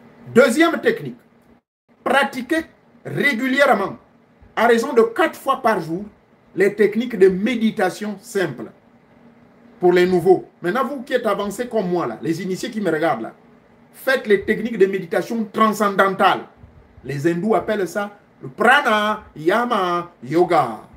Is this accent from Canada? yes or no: no; Gabon; Le cas de chez moi au Gabon, j'ai constaté que dans certains coins, mes frères pygmées se sont confiés à moi. J'ai un parent pygmée. Oui. Du côté de ma grand-mère.